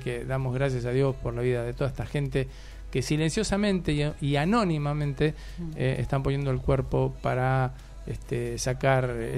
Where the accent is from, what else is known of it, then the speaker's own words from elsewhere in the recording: Argentina; para que nos unamos como argentinos